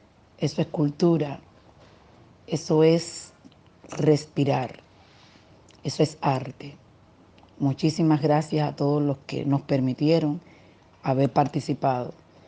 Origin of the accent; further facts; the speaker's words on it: Cuba; Costa Rica, Chile, Ecuador, Salvador, Guatemala, México, Puerto Rico, Uruguay, Venezuela y por supuesto nuestra isla caribeña Cuba.